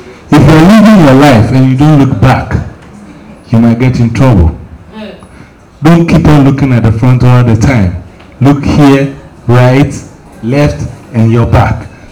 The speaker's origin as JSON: {"language": "English", "town": "Mankessim", "region": "Central Region", "country": "Ghana", "tie": "born or raised there", "said": "And we have gone to Mankisim, my hometown."}